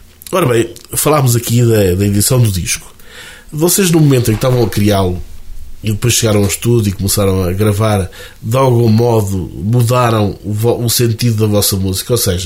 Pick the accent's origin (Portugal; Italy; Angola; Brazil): Portugal; Centro; E nós que somos beirões, generosos, assim